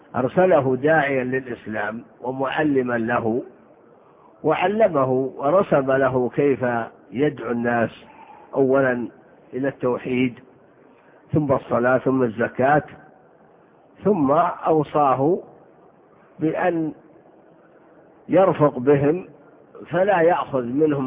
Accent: Saudi Arabia; دومة الجنة هذه بلاد في الجوف عندنا في الشمال

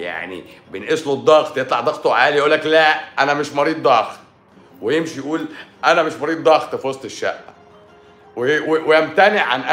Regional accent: Egypt; انت ناسي ان احنا المرض بالوراثه عندنا في مصر هنا؟

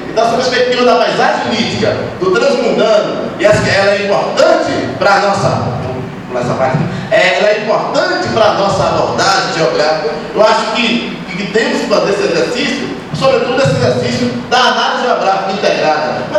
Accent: Bahia, Brazil; estou falando de Salvador, e seu entorno imediato, né, como baiano

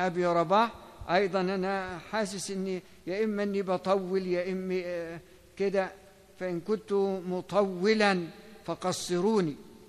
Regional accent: Egypt; مش عشان هو مصري وأنا مصري

